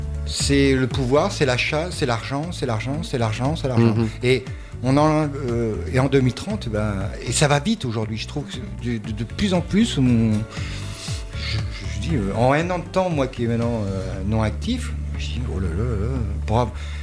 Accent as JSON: {"language": "French", "country": "France", "said": "Mais je regarde un petit peu aussi chez nous en France."}